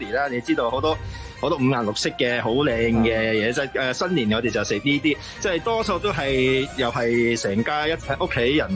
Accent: Japan; Cantonese is a second language; now in Hong Kong, Hong Kong; 即系我哋日本人就即系咩啊？

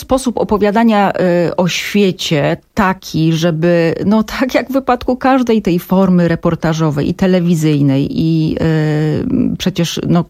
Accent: Silesian Voivodeship, Poland; Ja jestem ze Śląska, bardzo często i gęsto o tym mówię i to powtarzam.

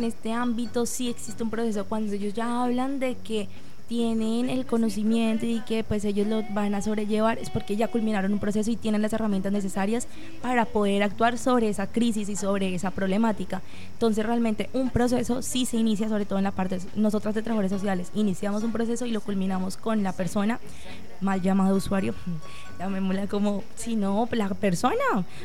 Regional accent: Colombia; pero pues es que somos colombianos, el chisme está de primeras

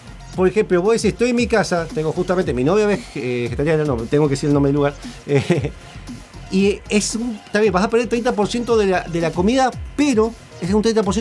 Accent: Argentina; No tiene una cosa que nosotros como argentinos no nos conviene comprar en Epic porque está en dólares y no está localizado el precio.

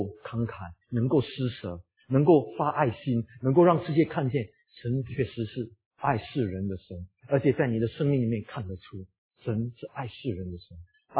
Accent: Singapore; 我们新加坡人说澳洲啊，

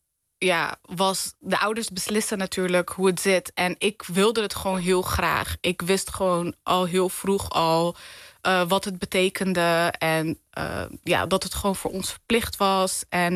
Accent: Rotterdam, South Holland, Netherlands; Ik ben een echte Rotterdammer. Ik hou ook van Rotterdam. Mooiste stad van Nederland.

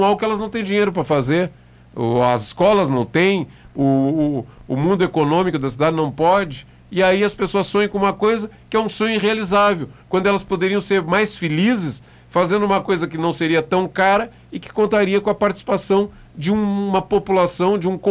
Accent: Pelotas, Rio Grande do Sul, Brazil; O carnaval que eu vi aqui na minha infância em Pelotas

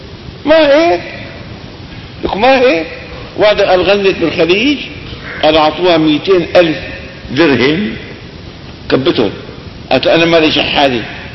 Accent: Damascus, Damascus Governorate, Syria; هذا كان رئيس وزراء وكان له وزن عندنا في دمشق

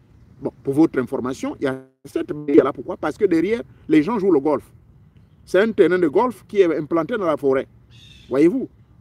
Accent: Gabon

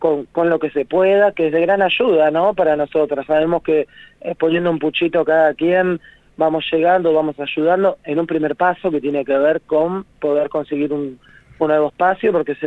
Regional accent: San Justo, Buenos Aires Province, Argentina; la mayoría de las compañeras que hoy habitamos la casa somos de San Justo, Loma del Mirador, Tablada, Celina.

